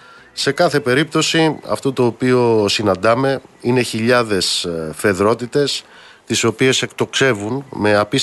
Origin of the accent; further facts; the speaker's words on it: Amaliada, Western Greece, Greece; Είναι σαν το νοσοκομείο στην Αμαλιάδα, στην πατρίδα μου